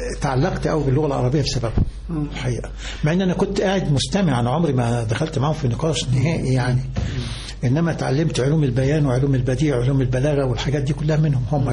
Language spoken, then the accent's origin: Arabic; Alexandria, Alexandria Governorate, Egypt; فلاح بسيط جدا أساسا، من الباكور منوفية أبويا وأمي، إنما أنا من وليد الإسكندرية وتعلمت في جامعة الإسكندرية في الأساس، يعني كلية العلوم جامعة الإسكندرية.